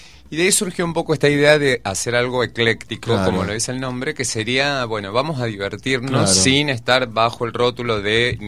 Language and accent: Spanish; Córdoba, Argentina; yo soy de Córdoba y soy nieto de inmigrantes.